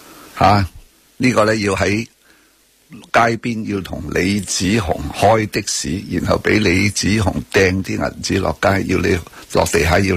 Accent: Hong Kong; 能够我哋香港人想，我想问呢样嘢

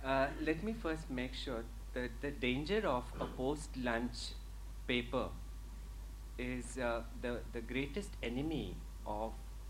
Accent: India; But I think as an Indian, cinema is something that you're born and brought up with, surrounded by.

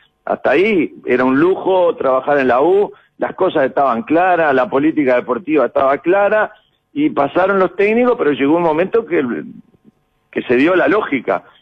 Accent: Uruguay; born there; Y porque nacimos en Uruguay, porque somos un país chiquitito, con muy pocos habitantes

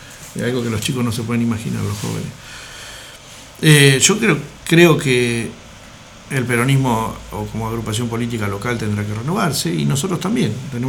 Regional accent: General Alvear, Mendoza, Argentina; soy de General Alvear, un pueblo chico, bendiga a mis alveares y nada más.

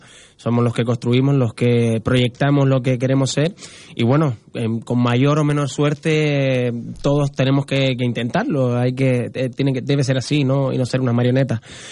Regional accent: Canary Islands, Spain; Somos canarios y al mismo tiempo lo particular se hace universal cuando la gente lo valora.

